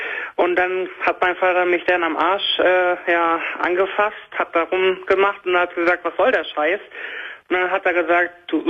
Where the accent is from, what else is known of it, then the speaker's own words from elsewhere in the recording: Schleswig-Holstein, Germany; Ich komme eigentlich aus Schleswig-Holstein, deswegen finde ich deine Radiosendung nicht.